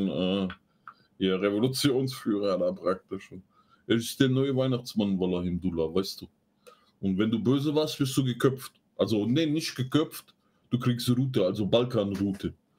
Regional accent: Frankfurt, Hesse, Germany; Alter, ich bin in Frankfurt groß geworden.

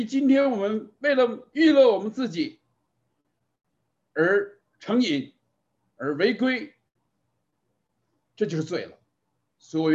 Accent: China; 可是我们很多中国的家长啊，觉得孩子还小就送给自己的父母放回国内去看了啊

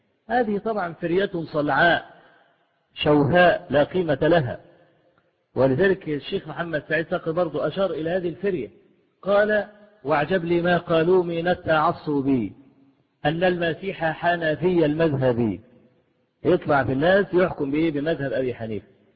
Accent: Egypt; وأنا ما بقولش الكلام ده لأن أنا مصري

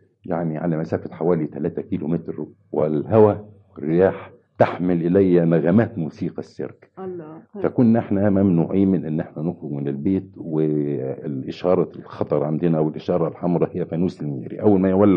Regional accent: Helwan, Cairo Governorate, Egypt; also born or lived in Tanta; وولدت في مدينة طنطا لكن ما بقتش فيها كتير. رجعنا يعني كان في ظروف صحية لوالدي، فخدنا كان يجب أن يستشفى في مدينة حلوان، فجينا مدينة حلوان.

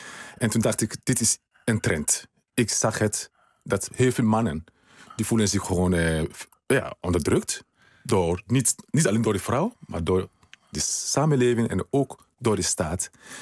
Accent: Sierra Leone; now in Netherlands; Ja, ik kom uit Sierra Leone.

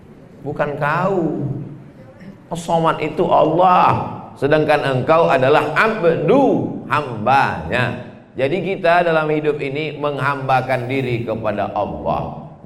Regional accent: Pekanbaru, Riau, Indonesia; now in Makassar, Indonesia; Di Pekanbaru, Riau, kampung saya, azannya 10 menit lagi baru sholat subuh. Kita di Makassar sudah selesai sholat subuh

